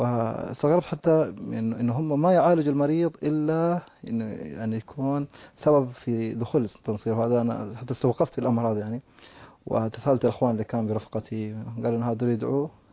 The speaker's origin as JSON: {"language": "Arabic", "country": "Chad", "said": "أنا من تشاد بالضبط،"}